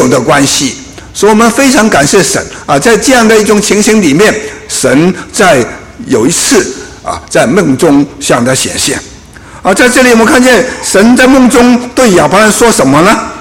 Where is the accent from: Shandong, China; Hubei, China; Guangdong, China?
Guangdong, China; 我们广东人呢、啊，就会有一句话说